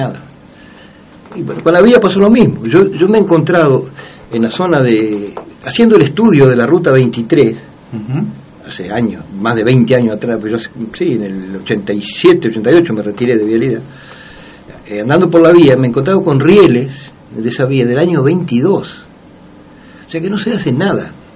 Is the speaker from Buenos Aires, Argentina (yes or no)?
yes; Buenos Aires, Argentina; also born or lived in Banfield; Pero en general siempre la vida nuestra fue la línea Bahía Blanca-Patagones.